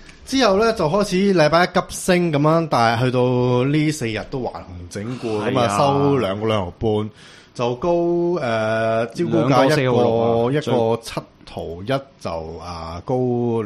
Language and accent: Cantonese; Hong Kong; 我哋香港人咧差唔多全部都過渡曬㗎。